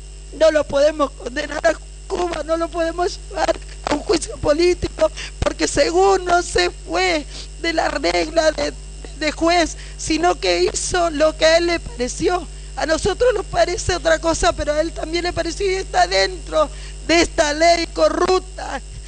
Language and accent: Spanish; Buenos Aires, Argentina; Porque soy de Villa 20